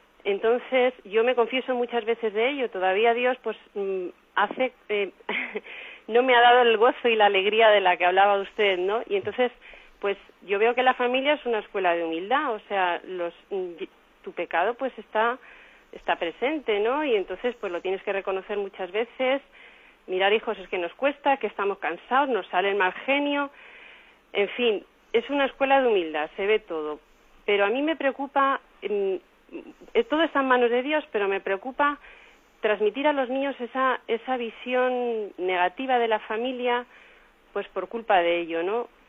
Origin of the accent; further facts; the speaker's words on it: Toledo, Castilla-La Mancha, Spain; de Toledo.